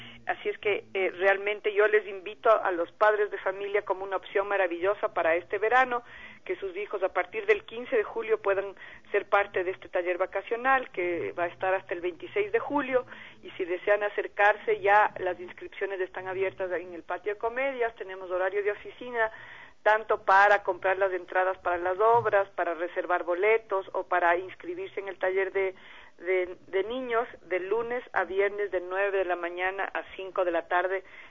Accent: Ecuador; esto que nos moviliza a nosotros como ecuatorianos

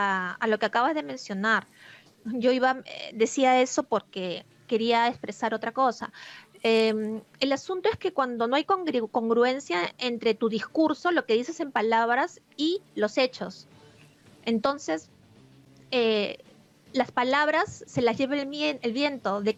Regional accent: Peru; no quiero hablar ahorita como periodista, sino como una peruana más

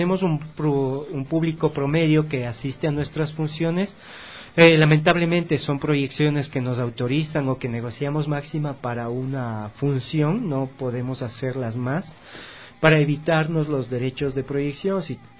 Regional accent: Ibarra, Imbabura, Ecuador; Yo soy originariamente de Ibarra, mi familia es de Ibarra.

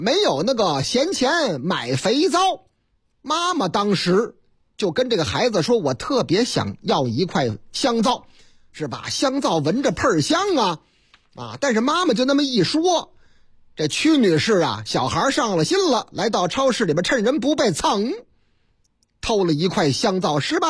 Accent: Henan, China; 在我老家河南那个地方，

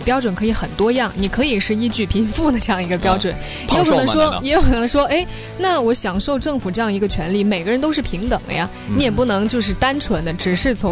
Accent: Macau; 不是我们澳门人主动去报这样一个大的新闻

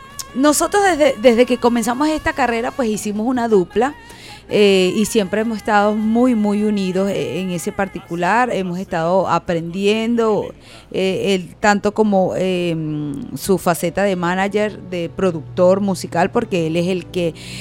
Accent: Chabasquén, Portuguesa, Venezuela; also born or lived in Biscucuy; yo soy nacida en Viscocuy, en el municipio Sucre del estado portuguesa, zona alta, pero por cuestiones de la vida. Sencillamente me tocaba nacer allá, pero al siguiente día de retorno a Chabasquén.

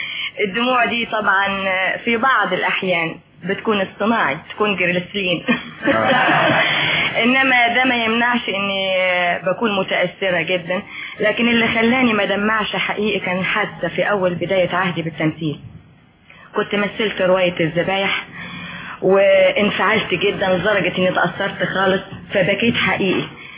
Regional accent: Tanta, Gharbia, Egypt; لا بلدي طنطا

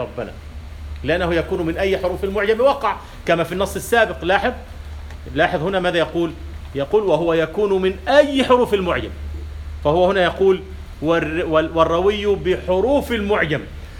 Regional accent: Kafr El Sheikh Governorate, Egypt; لكن في الألف من يقول ساعة ساعة داخلية، عندنا في كفر الشيخ يقولون ساعة، هذه إمالة.

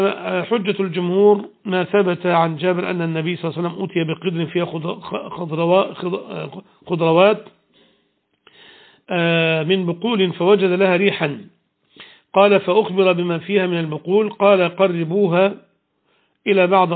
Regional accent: Egypt; وبعض أهل العلم قال بأن هي مصر المعروفة الآن، بلدنا مصر

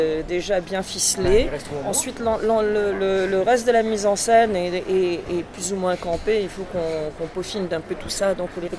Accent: Montreal, Quebec, Canada; also born or lived in Boulogne-Billancourt, France; Bon, Montréal, parce que j'y ai grandi, ça c'est sûr.

